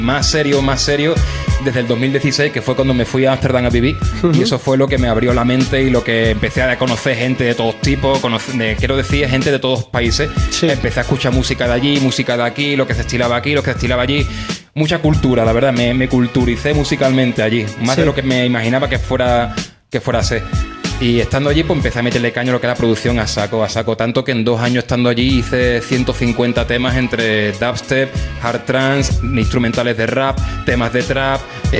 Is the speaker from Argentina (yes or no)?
no; Ceuta, Spain; tengo 30 años, soy de Ceuta.